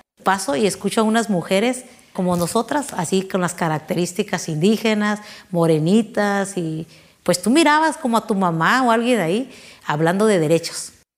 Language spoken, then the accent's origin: Spanish; Oaxaca, Mexico; now in Baja California, Mexico; soy originaria del estado de Oaxaca, soy de la Mixteca Baja, tengo 40 años viviendo aquí en Baja California